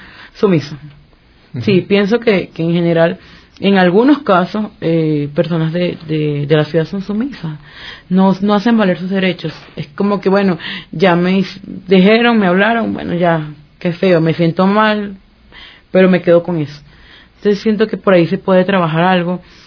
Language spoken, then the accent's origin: Spanish; Barquisimeto, Lara, Venezuela; now in Quito, Ecuador; No, Barquisimeto es una ciudad bastante tranquila.